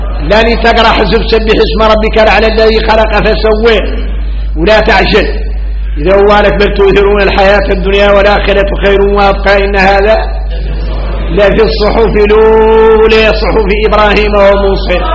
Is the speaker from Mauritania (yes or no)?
yes; Mauritania; احنا اليوم موريتاني